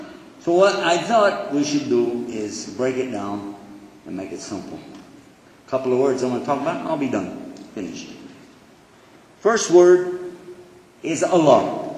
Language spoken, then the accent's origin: English; Texas, United States